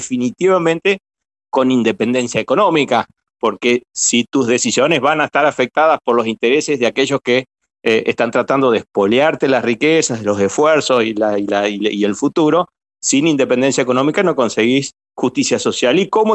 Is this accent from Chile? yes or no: no; Argentina; sobre todo en un país como el nuestro, como Argentina, ¿cierto?